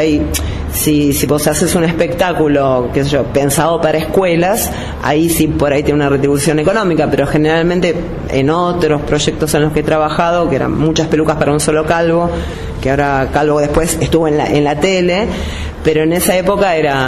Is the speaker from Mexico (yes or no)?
no; Argentina; Lo bueno que creo que tenemos como argentinos